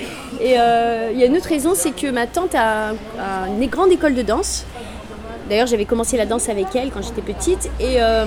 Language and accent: French; Lyon, Auvergne-Rhône-Alpes, France; born there; Non, je suis née à Lyon.